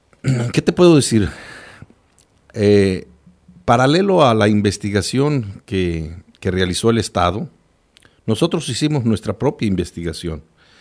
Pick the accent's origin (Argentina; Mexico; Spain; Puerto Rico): Mexico; State of Mexico; Yo vengo de una zona caliente, en una zona rural. A veces hablar de decir yo vengo del Estado de México, uno imaginaría, ah, pues es de una zona urbana. No, yo vengo de una zona rural completamente, donde un municipio que apenas tiene 35 mil habitantes, que colindamos con el Estado de Guerrero